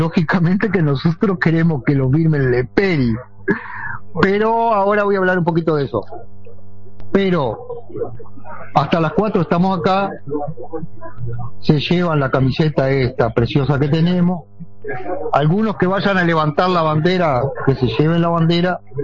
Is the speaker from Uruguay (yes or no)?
yes; Paysandú, Uruguay; born there; now in Punta Espinillo, Uruguay; y yo que nací en Paysandú estoy en Punta Espinillo.